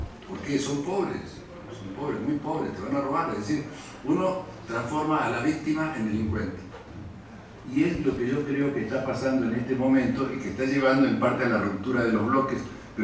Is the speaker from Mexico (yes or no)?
no; Argentina; o somos los argentinos.